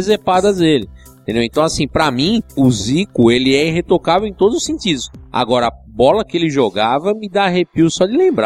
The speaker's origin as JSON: {"language": "Portuguese", "region": "São Paulo", "country": "Brazil", "said": "Eu sou paulista, nasci em São Paulo."}